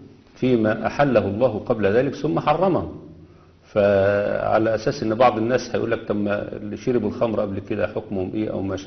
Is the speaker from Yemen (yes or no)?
no; Egypt; لأن كلمة صعيد أصلا عندنا الصعيد في مصر، الصعيد في مصر ديت الطريق الصاعد اللي بيتوجه إلى الجنوب